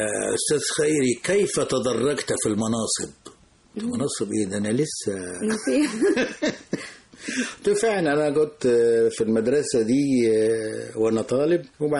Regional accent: Nag Hammadi, Qena Governorate, Egypt; نجا حمادي.

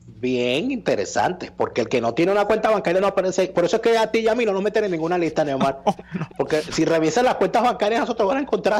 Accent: Venezuela; somos estúpidos los venezolanos

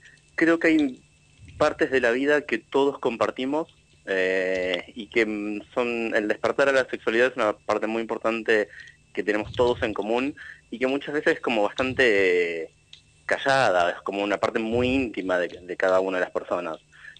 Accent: Paso de los Libres, Corrientes, Argentina; Yo nací y me crié en Paso de los Libres, que es Corrientes, que estaba como muy cerquita de los Esteros de Liberá

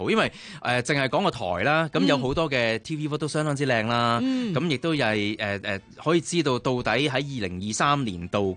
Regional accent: Hong Kong; 我哋香港人中意食嘅燒雞翼，燒牛扒

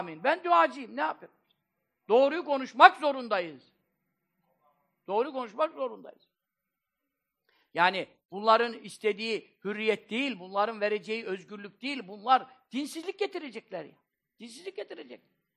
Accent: Black Sea Region, Turkey; Ben Karadenizliyim

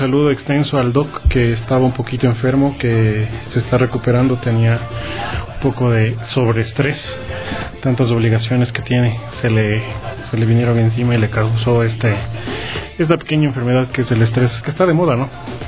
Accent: Ecuador; para los que somos más ecuatorianos

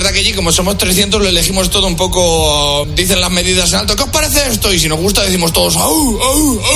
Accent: Casasola de Arión, Castile and León, Spain; 300 habitantes en Casasola de Arión, que es mi pueblo

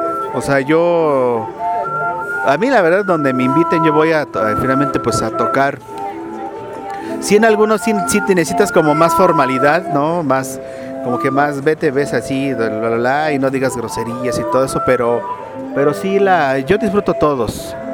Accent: Tlalnepantla, State of Mexico, Mexico; Por decreto soy de aquí, del Distrito Federal. Aquí estoy finalmente registrado. Mi niñez me la pasé en Tlanepantla, ya en la colonia La Presa. Y de ahí a varios lugares, hasta caer a Pachuca, Tizayuca, Ciudad Neza.

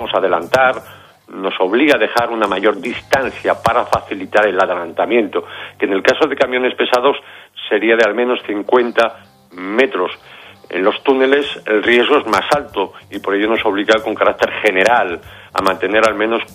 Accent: Noia, Galicia, Spain; En mi tierra natal, en el Museo del Mar de Noia, La Coruña

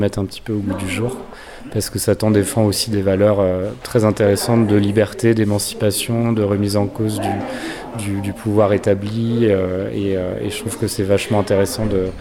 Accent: Nantes, Pays de la Loire, France; comme je viens de Nantes, donc la ville de Jules Verne, du surréalisme et aussi du Hellfest, je porte un peu ces thématiques nantaises avec moi.

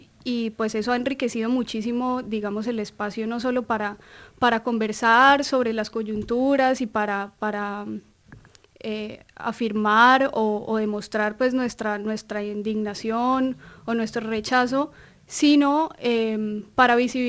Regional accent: Colombia; now in Argentina; desde siendo colombianos, somos muchos los colombianos que estamos acá en Argentina

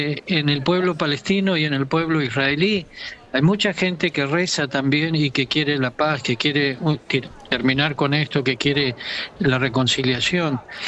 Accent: Argentina; Somos argentinos, así que podíamos comunicarnos perfectamente bien.

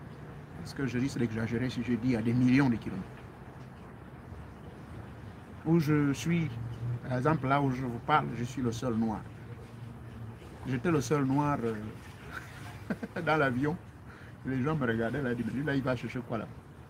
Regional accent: Gabon; moved away; Je suis né au Gabon. Je suis fier d'être Gabonais.

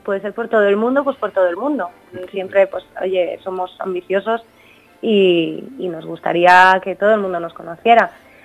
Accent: Laguna de Duero, Castile and León, Spain; tengo una asociación aquí en Laguna de Duero, en mi pueblo

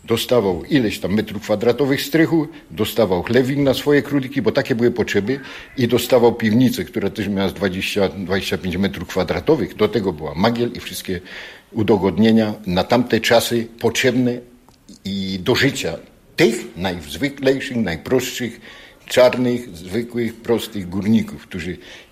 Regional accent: Katowice, Silesian Voivodeship, Poland; Ja się urodziłem na Nikiszowcu, tak trafił. Tu żyję, tu sobie mieszkam, tu robiłem, tu są moje dzieci.

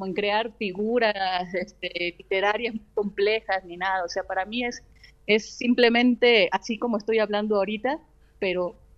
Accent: Loma Bonita, Oaxaca, Mexico; Tomé un curso en una casa de cultura del municipio de donde soy, en Loma Bonita, Oaxaca

